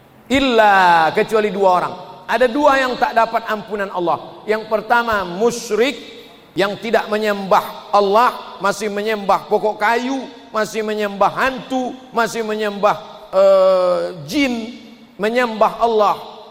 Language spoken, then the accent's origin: Indonesian; Riau, Indonesia; Kita sebagai orang Riau